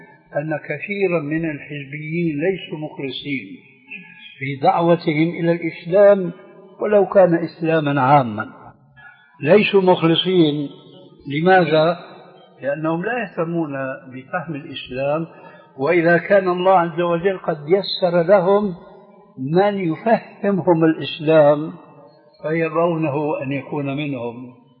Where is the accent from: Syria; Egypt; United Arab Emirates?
Syria; عندنا في سوريا